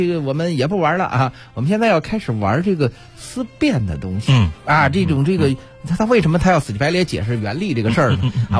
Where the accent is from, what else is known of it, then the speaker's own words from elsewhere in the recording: Beijing, China; 我打小就在那边长起来的。